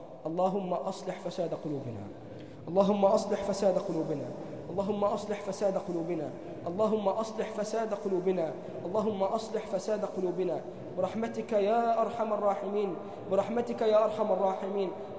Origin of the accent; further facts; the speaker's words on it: Egypt; اللهم اجعل بلدنا مصر أمناً أماناً، سخاءً رخاءً